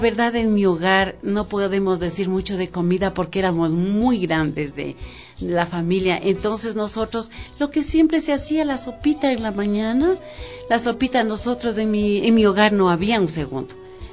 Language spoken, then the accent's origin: Spanish; Quito, Pichincha, Ecuador; yo me crié en mi barrio, salí de aquí del Girón, que se llama el barrio donde yo nací. A los 11 años yo me fui de aquí al Batán. Yo viví en la subida a Villavista. Bien. Yo me crié con las familias mejores de Quito, porque éramos los únicos pobres.